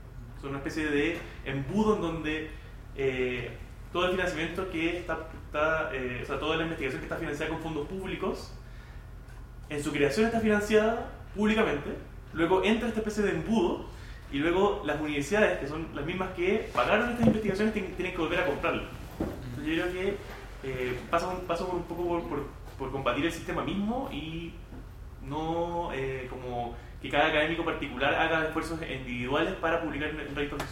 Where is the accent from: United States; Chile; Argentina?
Chile; Hola, nosotros somos de Chile.